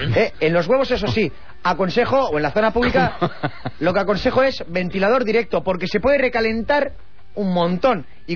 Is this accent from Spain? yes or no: no; England, United Kingdom; Spanish is a second language; La parte norte.